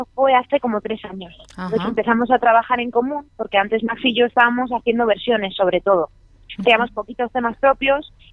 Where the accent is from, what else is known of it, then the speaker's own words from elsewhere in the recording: Madrid, Community of Madrid, Spain; yo soy de Arganzuela, aunque actualmente resido en Usera